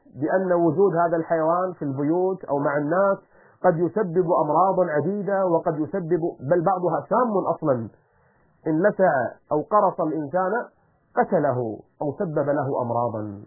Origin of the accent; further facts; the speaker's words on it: Kuwait; accent: Kuwaiti; أو إحنا بلهجتنا الكويتية نسميه البراعصي